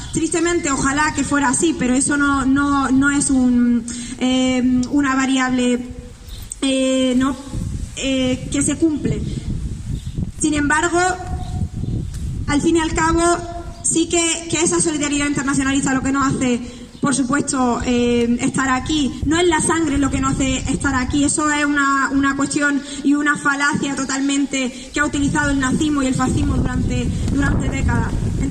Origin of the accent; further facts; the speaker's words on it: Granada, Andalusia, Spain; Yo me considero una mujer andaluza, granaína, palestina, ramblawiye, gazawiye, como se dice en árabe.